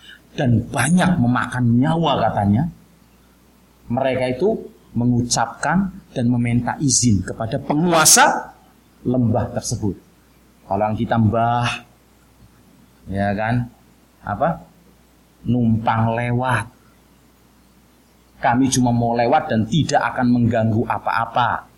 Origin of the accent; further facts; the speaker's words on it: Java, Indonesia; Mungkin karena saya ini orang Jawa, banyak istilah yang saya keluarkan dengan ya kan istilah-istilah Jawa.